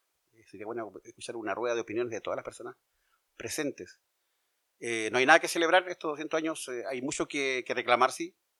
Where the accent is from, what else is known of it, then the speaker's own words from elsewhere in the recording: Chile; Somos como chilenos de tercera calidad, porque en Chile hay categorías de personas.